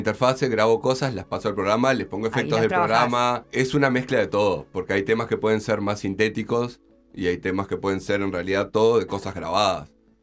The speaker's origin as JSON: {"language": "Spanish", "town": "Chuy", "region": "Rocha", "country": "Uruguay", "moved": "yes", "said": "Yo soy de Chuy, me vine en el 2010."}